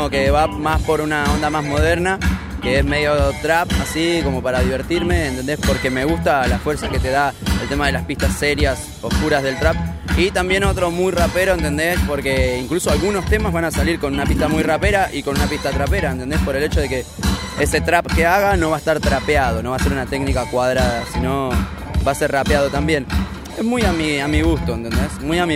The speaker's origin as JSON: {"language": "Spanish", "town": "Miramar", "region": "Buenos Aires Province", "country": "Argentina", "said": "yo tengo 33, estoy desde los 15, ¿entendés? Yo soy de Miramar, de al lado de Mar del Plata"}